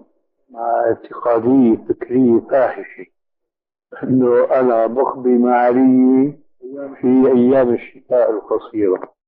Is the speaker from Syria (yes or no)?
yes; Syria; وأنا مالي كما يقولوا عندنا في الشام حشو الكب هيك